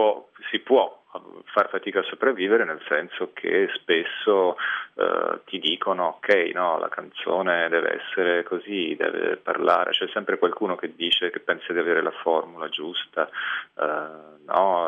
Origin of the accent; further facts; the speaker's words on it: Montepulciano, Tuscany, Italy; sono nato a Montepulciano e ho vissuto in una frazione di Montepulciano che si chiama Badia di Montepulciano ed è stata un'infanzia felice, abitavo in questo piccolo paese